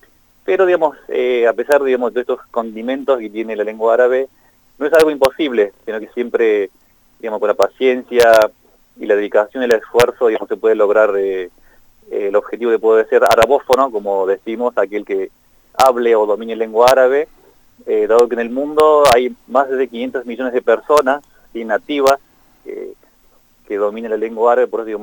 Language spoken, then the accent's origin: Spanish; Syria; Spanish is a second language; now in Córdoba, Argentina; Bien, soy de Siria, así, bueno, ya varios tiempos que vivo aquí, precisamente en Córdoba, Argentina.